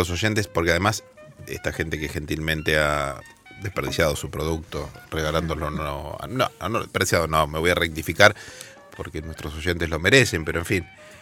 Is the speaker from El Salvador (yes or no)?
no; Buenos Aires, Argentina; yo soy de Parque Chas, ella es vecina.